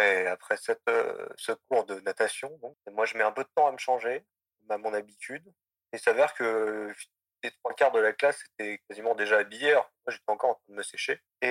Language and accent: French; Laval, Pays de la Loire, France; je viens de Laval.